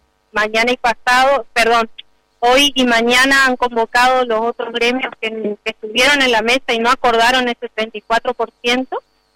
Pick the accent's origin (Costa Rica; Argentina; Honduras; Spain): Argentina; Para seguir creciendo como argentinos, la salud, la educación y la seguridad.